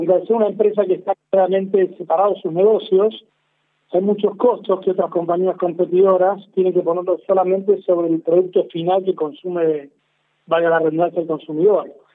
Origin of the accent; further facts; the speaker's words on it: Argentina; nosotros como argentinos que somos, sabemos que somos como un crisol de razas